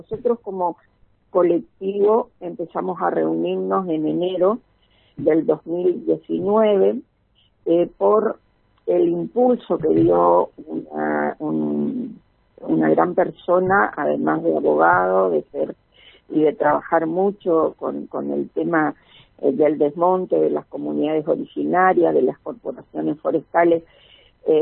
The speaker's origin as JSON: {"language": "Spanish", "region": "Chaco", "country": "Argentina", "tie": "born or raised there", "said": "yo soy chaqueña nacida en el Chaco y mis padres son chaqueños antes de que fuera provincia, o sea, tengo una identidad bien concreta con respecto a lo que representa el Chaco."}